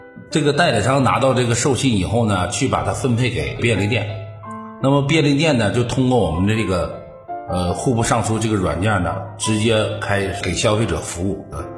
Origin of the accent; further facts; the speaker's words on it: Northeast China, China; now in Hebei, China; 因为我是一个从东北来的，来到河北算是一个外地